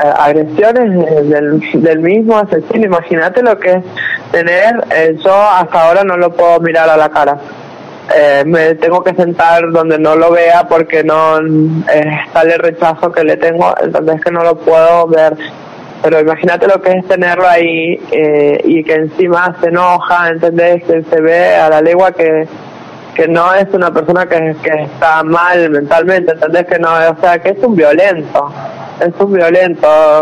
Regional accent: San Juan, Argentina; yo soy oriunda de San Juan, ella de Villa Mercedes

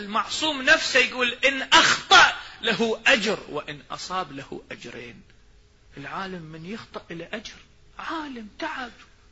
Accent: Iraq; أكو مثل عندنا بالعراق مشهور يقول نركض والعشا خباز

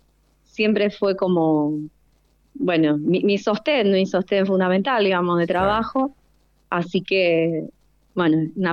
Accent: Rosario, Santa Fe, Argentina; yo soy rosarina

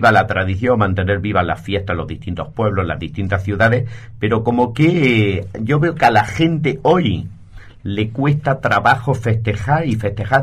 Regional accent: Purchena, Andalusia, Spain; Un pueblito que está en la comarca del Mármol, en la provincia de Almería, dentro de lo que es la autonomía, nuestra autonomía de Andalucía.

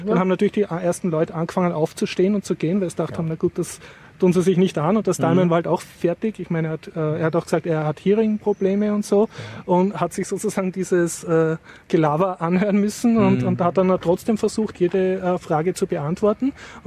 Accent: Austria; ist aber was für mich als Österreicher sehr Peinliches passiert

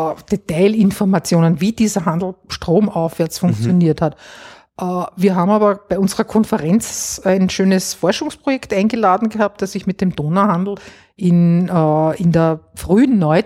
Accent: Vienna, Austria; ich bin jetzt auch ein Kind der Nachkriegszeit. Das heißt, ich bin eigentlich auch nicht, ich bin in Wien aufgewachsen. Also ich bin nicht in den Bergen.

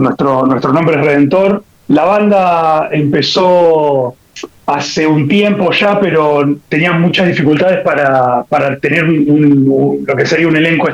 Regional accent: Buenos Aires, Argentina; justo están cerca del barrio donde vivo yo soy de Capital Federal, y yo estoy cerca de Mataderos, del barrio de Mataderos.

